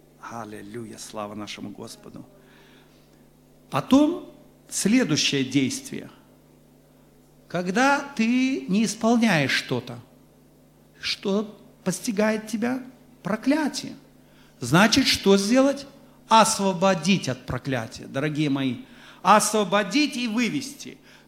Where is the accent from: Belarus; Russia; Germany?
Belarus; Конечно, я вам скажу, что мы, вот белорусы, все же особый народ.